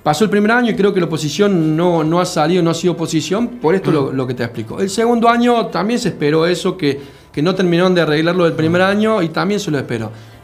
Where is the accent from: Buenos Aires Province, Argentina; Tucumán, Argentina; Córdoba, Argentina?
Córdoba, Argentina; Villa Allende; yo soy nacido en Villa Allende Loma. Me crié hace 35 años, mis padres decidieron instalarse en Villa Allende y me inculcaron el amor hacia Villa Allende.